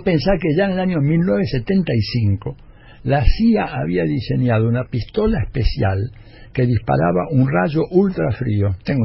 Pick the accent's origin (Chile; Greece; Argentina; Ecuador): Argentina; yo vengo de la Argentina y acá no ha habido errores fenomenales